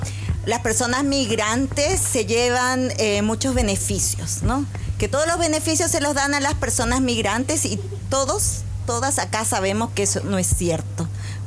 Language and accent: Spanish; Peru; now in Chile; Yo vengo de Perú